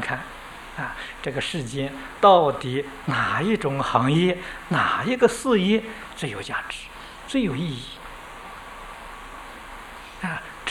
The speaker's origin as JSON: {"language": "Chinese", "country": "China", "said": "跟我们中国人很有缘分"}